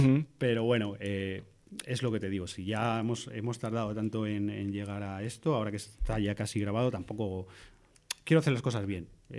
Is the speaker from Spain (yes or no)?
yes; Picanya, Valencian Community, Spain; quise que fuese en mi pueblo, en Picaña